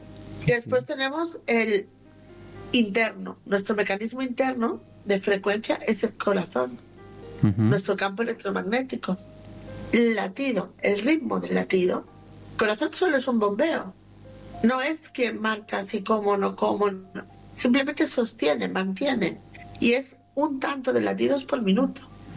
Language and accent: Spanish; Barcelona, Catalonia, Spain; born there; yo nací en Barcelona, ganara quien ganara, yo ganaba.